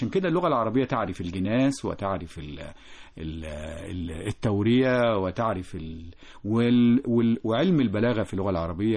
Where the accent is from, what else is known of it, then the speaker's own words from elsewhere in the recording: Egypt; إحنا كمصريين قدماء كنا نكتب ونسجل الأحداث والتواريخ